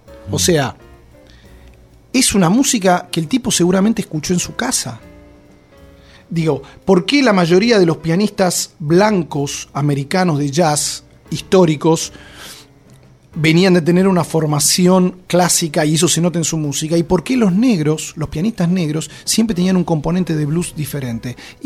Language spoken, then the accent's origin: Spanish; Argentina; la desgracia de meterme con el tango y con lo dogmáticos que somos los argentinos